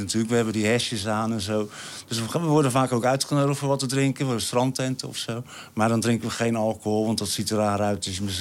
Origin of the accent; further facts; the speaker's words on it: Rotterdam, South Holland, Netherlands; Dat is als stedeling, ik kom uit Rotterdam, is dat heerlijk, ja.